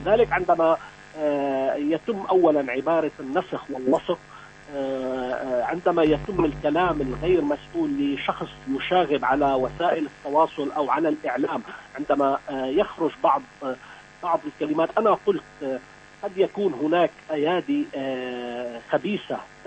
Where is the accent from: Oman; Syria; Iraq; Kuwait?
Syria; أنا كمواطن سوري مباشرة أقول